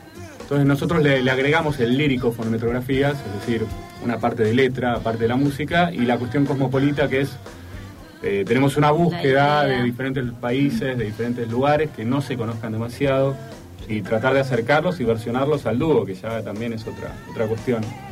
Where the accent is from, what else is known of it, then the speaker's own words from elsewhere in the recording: Greece; Yo soy griego.